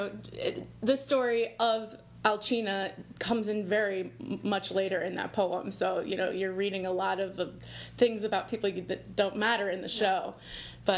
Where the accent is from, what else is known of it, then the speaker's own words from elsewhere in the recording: Granite City, Illinois, United States; now in New Jersey, United States; I'm originally from Granite City, Illinois, which is outside of St. Louis. And now I live in New Jersey with my husband and our dog.